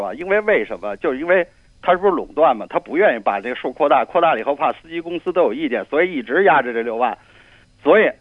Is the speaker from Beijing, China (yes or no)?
yes; Beijing, China; 我们北京人基本上。